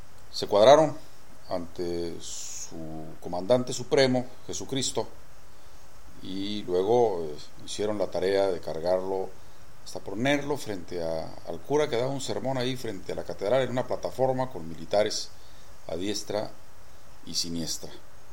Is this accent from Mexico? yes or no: yes; Tijuana, Baja California, Mexico; Un poco con la esperanza de encontrarme con un paisano, ya que yo soy de Tijuana.